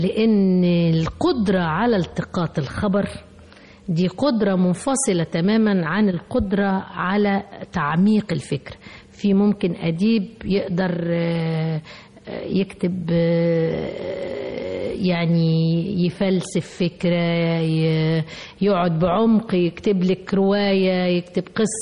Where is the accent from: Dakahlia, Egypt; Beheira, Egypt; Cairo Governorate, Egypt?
Dakahlia, Egypt; Mansoura; ده ابن عمتي لان احنا من المنصورة